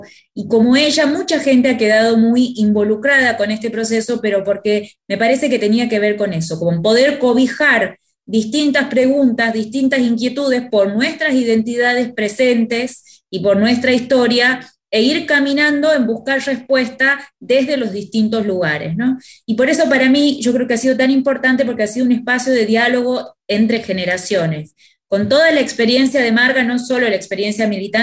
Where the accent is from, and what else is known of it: Tucumán, Argentina; now in Buenos Aires, Argentina